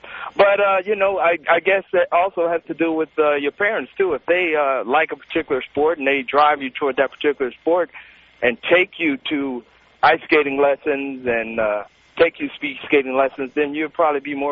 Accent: Buffalo, New York, United States; I was born in, I was raised in Buffalo, New York, and I played a little hockey when I was there.

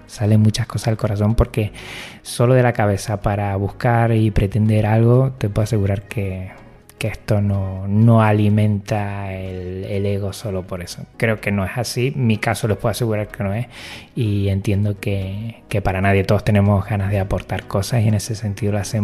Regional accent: Jerez de la Frontera, Andalusia, Spain; Soy de Jerez de la Frontera y bueno, el canario me resulta muy familiar y acogedor.

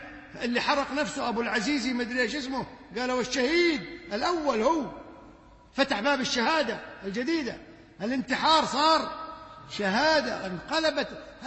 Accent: Kuwait; بل عندنا في الكويت بقول لكم قصة أغرب ما أغرب من الخيال

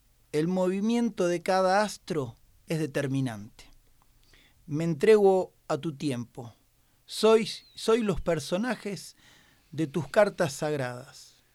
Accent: Armstrong, Santa Fe, Argentina; vez lo estaba presentando en mi pueblo, en Armstrong

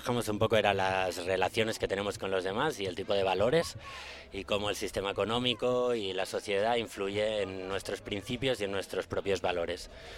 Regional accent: Barcelona, Catalonia, Spain; Pues venimos de Barcelona y llevamos ahora 2 semanitas en Medellín.

